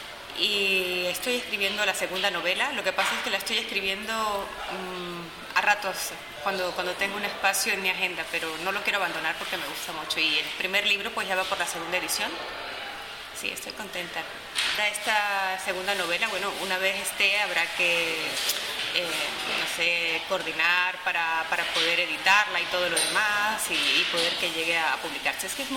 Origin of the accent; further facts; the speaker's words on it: Mérida, Venezuela; en la ciudad de donde yo vengo, que se llama Mérida, Es una ciudad pequeña y estudiantil, tiene la tercera universidad más grande del país, uno de los núcleos de esa universidad, y es muy alegre, hay mucha gente joven